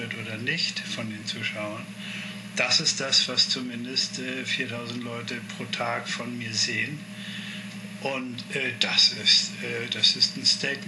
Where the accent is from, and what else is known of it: Hamburg, Germany